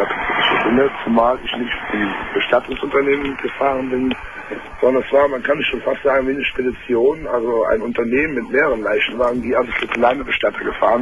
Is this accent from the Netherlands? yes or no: no; Cologne, North Rhine-Westphalia, Germany; Also ich komme aus Köln, kann mir ruhig sagen.